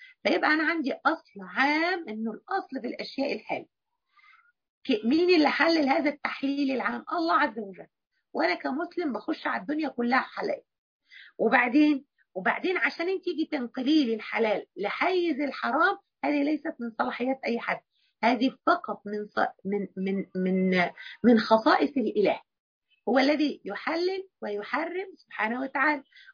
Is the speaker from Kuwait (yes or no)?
no; Egypt; يعني أنا قصدي حرام بتاعتنا احنا كمصريين اللي هي اخص عليك ما يصحش